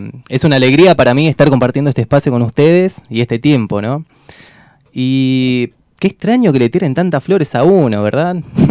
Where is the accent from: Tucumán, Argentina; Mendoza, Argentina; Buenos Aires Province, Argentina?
Buenos Aires Province, Argentina; Rafael Calzada; hago un largo trayecto para llegar hasta acá, casi 2 horas de viaje, soy de Rafael Calzada, cerca de Solano